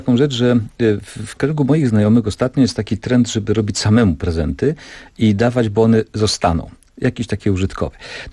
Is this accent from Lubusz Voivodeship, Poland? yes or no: no; Subcarpathian Voivodeship, Poland; W moich rodzinnych stronach, jeszcze raz wspomnę, to moje Podkarpacie